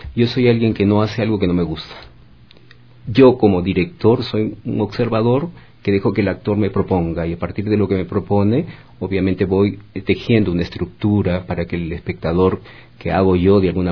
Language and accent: Spanish; Trujillo, La Libertad, Peru; moved away; also born or lived in Lima; Y yo soy un director que radica casi 30 años en Lima y regresa a mi ciudad de origen, que es Trujillo, y desde ahí sigo trabajando, ¿no?